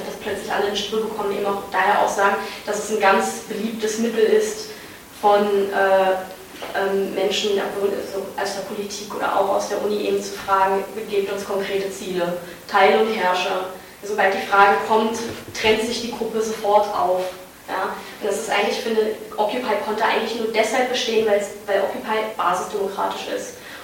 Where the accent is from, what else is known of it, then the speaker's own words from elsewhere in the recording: Berlin, Germany; now in Vienna, Austria; ich bin Berlinerin und studiere in Wien